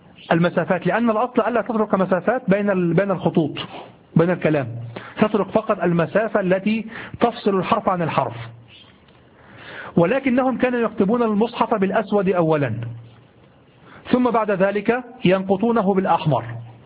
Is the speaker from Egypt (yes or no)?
yes; Egypt; accent: Egyptian Arabic; نحن نقول امبارح في لهجتنا المصرية الدارجة العامية، نقول امبارح.